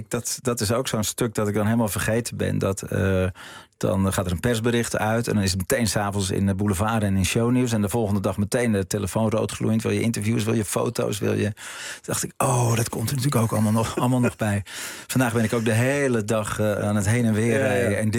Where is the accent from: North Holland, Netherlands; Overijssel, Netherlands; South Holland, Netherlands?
North Holland, Netherlands; Nee, ik denk dat wij zijn Noord-Hollanders. We zijn heel nuchter.